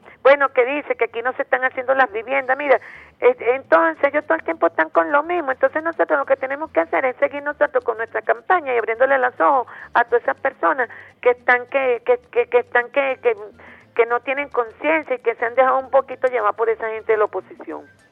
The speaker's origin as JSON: {"language": "Spanish", "country": "Venezuela", "said": "como venezolanos"}